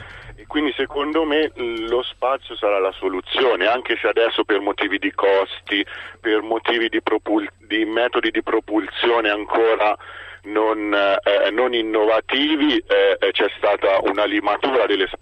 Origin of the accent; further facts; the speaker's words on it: Perugia, Umbria, Italy; sono in auto, sono di Perugia, adesso sono sulla Bretella di Roma.